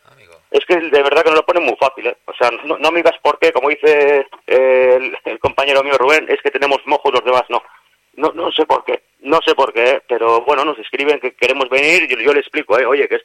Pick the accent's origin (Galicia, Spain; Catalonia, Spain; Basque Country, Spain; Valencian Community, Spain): Basque Country, Spain; Santurce; Nosotros somos de Santurce